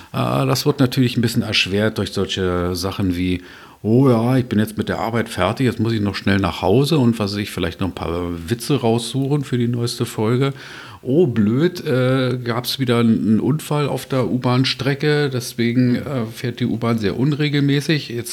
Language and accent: German; Berlin, Germany; Ich bin Berliner, ich brauche das.